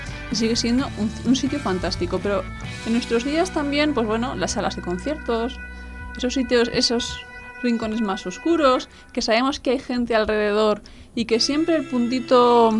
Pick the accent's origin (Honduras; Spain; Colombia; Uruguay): Spain; Navarre; yo vengo de Navarra